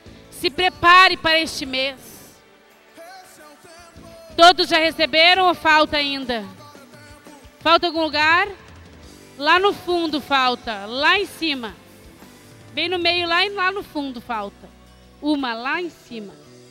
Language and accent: Portuguese; Rio Grande do Sul, Brazil; nós somos gaúchos e nós somos valentes pela verdade.